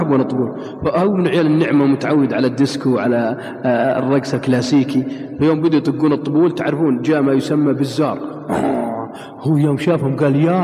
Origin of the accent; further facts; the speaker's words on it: Riyadh, Riyadh Province, Saudi Arabia; عندنا في الرياض